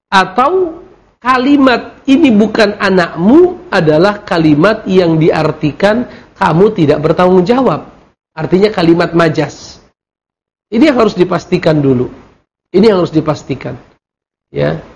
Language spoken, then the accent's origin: Indonesian; Mandailing Natal, North Sumatra, Indonesia; Allahu Akbar, itu kampung halaman saya itu.